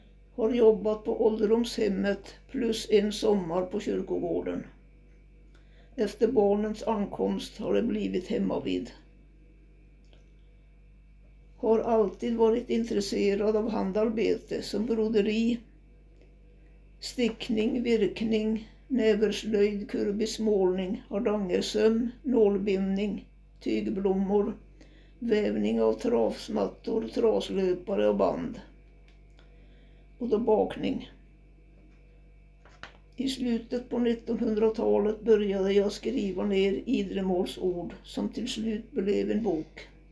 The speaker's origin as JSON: {"language": "Swedish", "town": "Storsäten", "region": "Dalarna County", "country": "Sweden", "tie": "born or raised there", "accent": "Idre dialect", "said": "Den 18 juli 1935 föddes jag i gamla skolan i Storsäten hos farmor och farfar."}